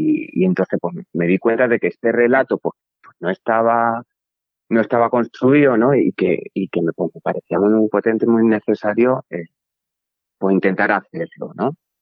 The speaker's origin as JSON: {"language": "Spanish", "region": "Extremadura", "country": "Spain", "said": "quienes procedemos así de territorios periféricos, yo soy de Extremadura, y bueno, para mí Extremadura y Andalucía son pues, bastante primas hermanas"}